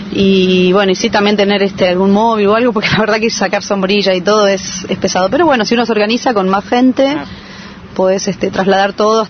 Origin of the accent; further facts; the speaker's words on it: San Carlos de Bariloche, Río Negro, Argentina; De San Carlos de Bariloche.